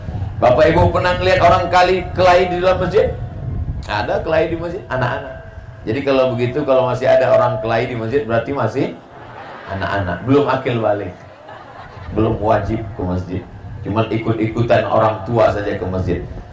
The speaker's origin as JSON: {"language": "Indonesian", "region": "Riau", "country": "Indonesia", "lives_now": "Bekasi, Indonesia", "said": "Saya datang dari Pulau Sumatera, Riau, sampai ke Pulau Jawa, Bekasi, berbeda bahasanya, berbeda sukunya"}